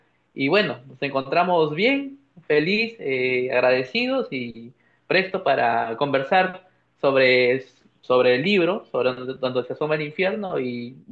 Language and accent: Spanish; San Pedro de Lloc, La Libertad, Peru; yo soy natural de San Pedro de Yoc, como ya lo has dicho, es un pueblo, una ciudad de la provincia de Pacasmayo, en La Libertad, el Perú, en la zona norte.